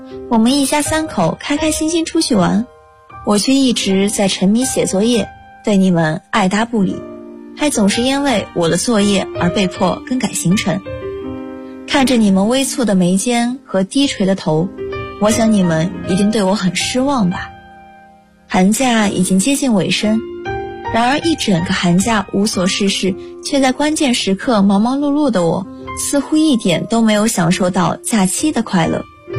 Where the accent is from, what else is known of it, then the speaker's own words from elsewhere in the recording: Guangdong, China; 来自广东，我就在我的家乡